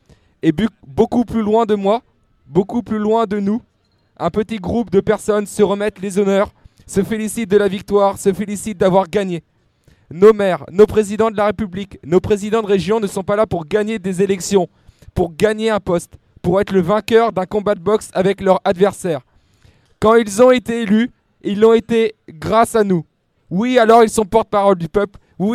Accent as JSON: {"language": "French", "town": "Pontoise", "region": "Île-de-France", "country": "France", "said": "donc je viens de Pontoise."}